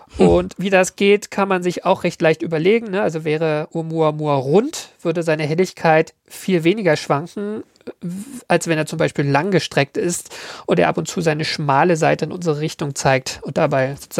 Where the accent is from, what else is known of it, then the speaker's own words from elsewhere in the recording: Berlin, Germany; Nein, ich komme aus Berlin, ich sage dazu, Eierkuchen.